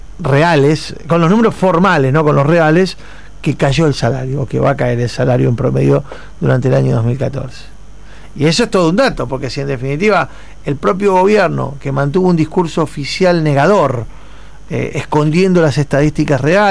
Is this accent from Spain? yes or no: no; Argentina; desde el lugar que nos toca como argentinos, en este caso como periodistas argentinos